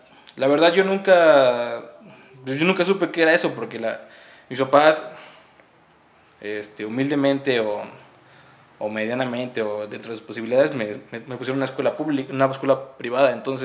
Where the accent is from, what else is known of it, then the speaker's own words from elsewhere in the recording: Oaxaca, Mexico; especialmente yo como oaxaqueño